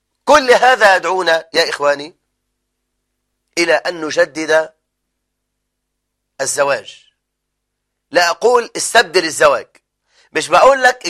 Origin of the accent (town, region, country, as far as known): Egypt